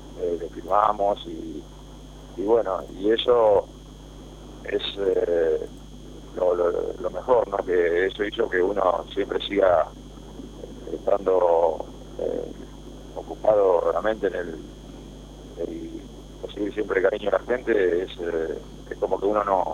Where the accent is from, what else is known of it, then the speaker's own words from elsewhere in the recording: Zárate, Buenos Aires Province, Argentina; born there; desde que me inicié en el club donde yo nací, a San Zárate, en el club Belgrano